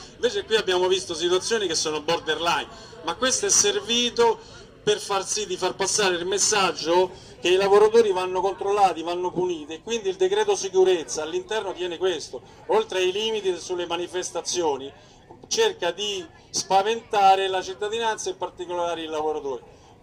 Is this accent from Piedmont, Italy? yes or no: no; Rome, Lazio, Italy; io vengo in Emilia Romagna, anche se sono di Roma